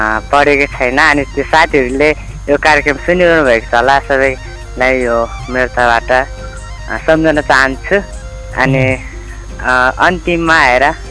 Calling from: Bagmati, Nepal; मकनपुरबाट

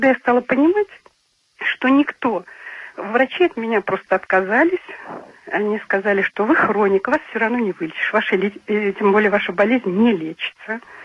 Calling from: Krasnodar Krai, Russia; Я с Кубани.

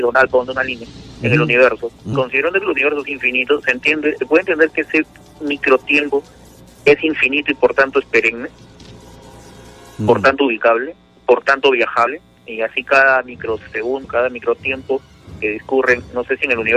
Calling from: Lima, Peru

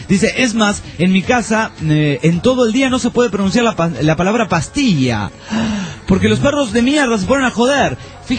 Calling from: Hermosillo, Sonora, Mexico; de Hermosillo, Sonora, México.

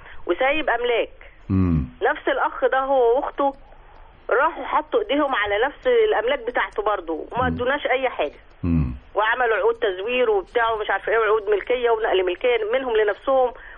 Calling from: Cairo, Cairo Governorate, Egypt; من القاهرة.

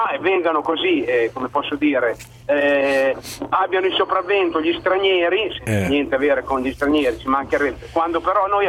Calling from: Modena, Emilia-Romagna, Italy; sono fiorentino, anche sono di Modena

